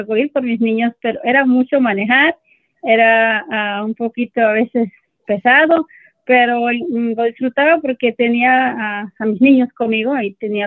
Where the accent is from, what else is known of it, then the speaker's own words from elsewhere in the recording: Mexico; now in United States; Nosotras como mexicanas somos muy cariñosas